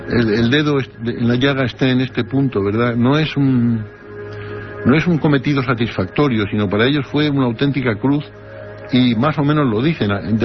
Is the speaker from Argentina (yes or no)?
no; Spain; soy español y me he traducido.